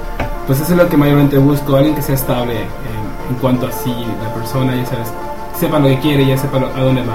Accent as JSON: {"language": "Spanish", "region": "Yucatán", "country": "Mexico", "tie": "born or raised there", "said": "Y pues soy yucateco de toda la vida y aquí he vivido todo el tiempo y aquí creo que voy a morir."}